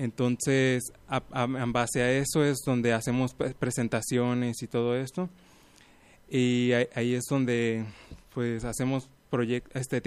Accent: Puerto Vallarta, Jalisco, Mexico; now in Guadalajara, Mexico; Yo no soy de aquí de Guadalajara, bueno. Yo vengo de la ciudad de Puerto Vallarta y fue allá donde aprendí a tocar violín.

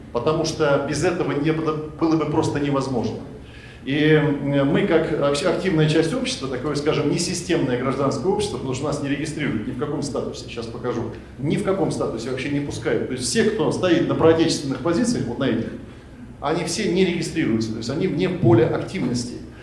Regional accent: Siberia, Russia; я родился и вырос в Сибири, я сын советского офицера, белоруса

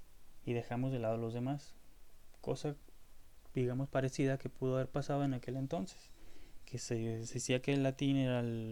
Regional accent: Mexico; sí somos mexicanos y no simples descendientes culturales de España y de los españoles.

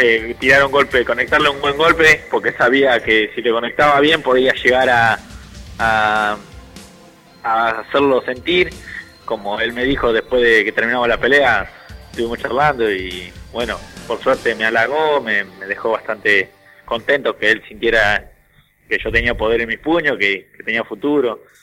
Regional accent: La Pampa, Argentina; ahora me vine para mi pueblo, siempre me vengo para acá cuando termino una pelea y toda la gente te saluda, te felicita.

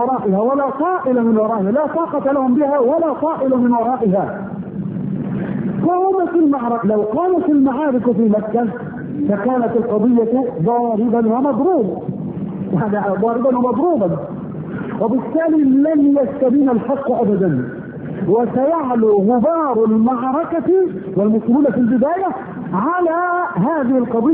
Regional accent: Egypt; في بلدنا مصر مثلا هانت بلدنا على الله

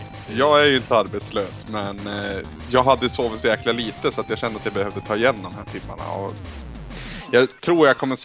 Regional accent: Bollnäs, Gävleborg County, Sweden; När jag var hemma i Bollnäs

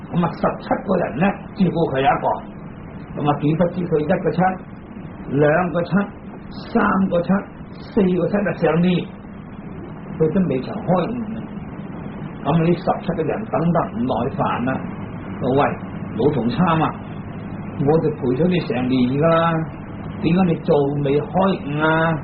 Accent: China; 咁啊，原则上我哋中国人咧出世啊，年轻啊

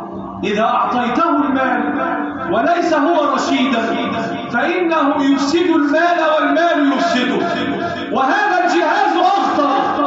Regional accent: Egypt; اللهم احفظ بلدنا مصر وسائرها

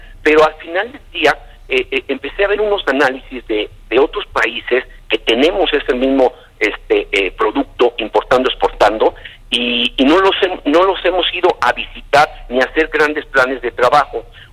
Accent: Mexico; voy a apoyar a México porque soy mexicano.

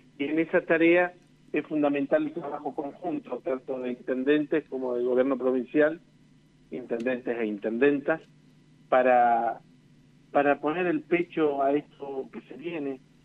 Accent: Uriburu, La Pampa, Argentina; así que nada, están en mi corazón y orgullosamente uriburense.

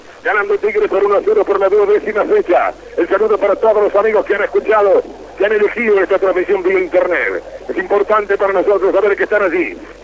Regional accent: Uruguay; moved away as an adult; now in Rosario, Argentina; Yo soy uruguayo, para aquellos que me están escuchando fuera de la provincia y que no me conocen, que está radicado hace 24 años y siempre como relator.

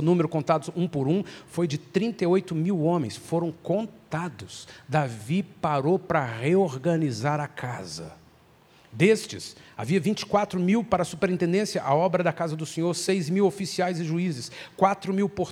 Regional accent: Brazil; se a gente estudar um pouquinho da nossa cultura como brasileiros, não só em função de como fomos colonizados, mas em função de como temos sido governados

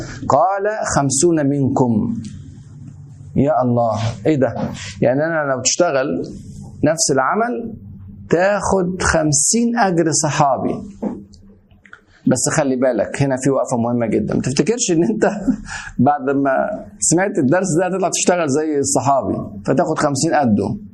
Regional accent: Egypt; زي ما كان يقول عندنا في مصر اتعشت

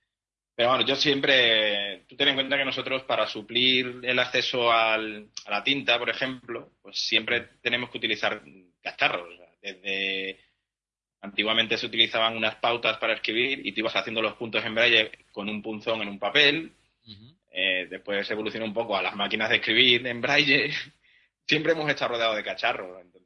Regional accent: Badajoz, Extremadura, Spain; now in Seville, Spain; No, la verdad que soy de Badajoz.

